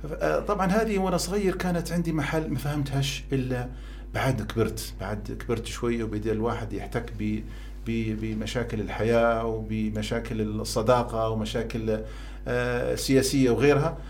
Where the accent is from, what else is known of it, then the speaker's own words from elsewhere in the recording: Benghazi, Libya; فالبيئة اللي تربيت فيها في بنغازي